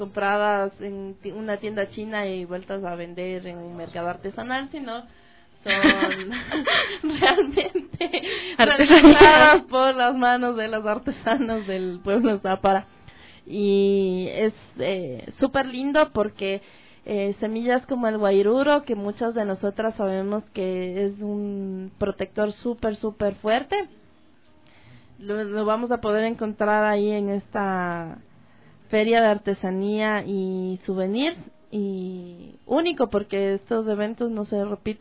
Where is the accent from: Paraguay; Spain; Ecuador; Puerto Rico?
Ecuador; que sientan que su cultura es valiosa para nosotros como ecuatorianos